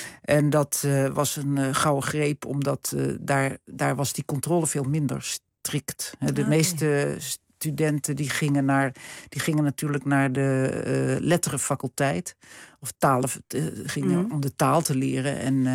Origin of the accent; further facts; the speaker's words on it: Hilversum, North Holland, Netherlands; ik kom uit Hilversum. Ik zat op het gymnasium hier en ik had allerlei talen gehad al. Frans, Duits, Engels, Grieks, Latijn. Nederlands.